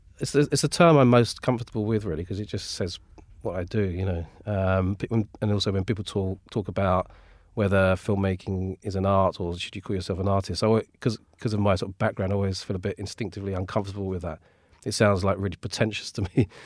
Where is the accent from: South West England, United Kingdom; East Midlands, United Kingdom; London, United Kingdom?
London, United Kingdom; I grew up in Redbridge, a kind of very dull suburban place, really. And then more recently, I've lived in Whitechapel for a bit, and now I'm in sort of West Hampstead, which is slightly alien to me, really, because it's not really my neck of the woods.